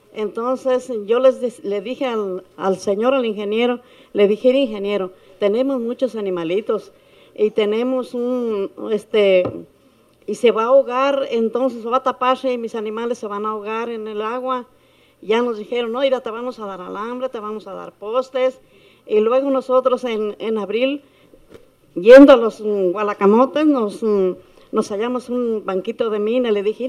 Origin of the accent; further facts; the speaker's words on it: Jalisco, Mexico; Venimos del rancho de Tapesco, municipio de Tequila